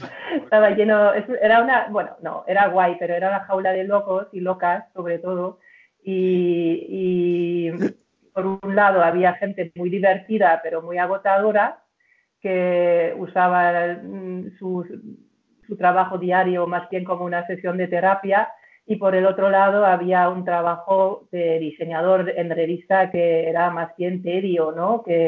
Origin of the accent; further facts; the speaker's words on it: Germany; Spanish is a second language; moved away as an adult; now in Spain; Y soy alemana, afincada aquí desde 2001. Y antes estudié diseño en Nuremberg, diseño gráfico, me especialicé en ilustración. Luego trabajé en una revista femenina en Hamburgo